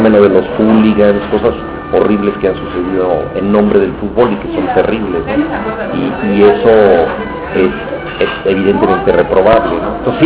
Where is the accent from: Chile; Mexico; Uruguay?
Mexico; Mexico City; No, yo viví en Mixcoac, yo soy del barrio de Mixcoac